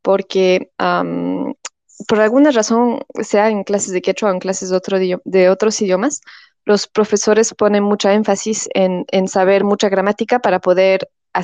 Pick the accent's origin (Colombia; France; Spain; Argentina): France; yo soy francesa de padre peruano. Crecí en Francia y bueno, aprendí el español y el francés en casa, pero nada de quechua. Y luego ya cuando empecé los estudios, tuve la oportunidad de empezar a aprender el quechua en Estados Unidos.